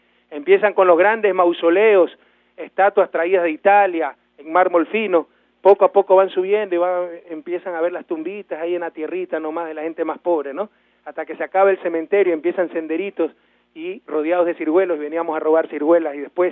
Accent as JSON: {"language": "Spanish", "town": "Guayaquil", "region": "Guayas", "country": "Ecuador", "tie": "born or raised there", "said": "Y qué mejor que celebrarlo aquí en mi ciudad natal y en el Cerro del Carmen. Cuidado, se confunden, Guayaquil."}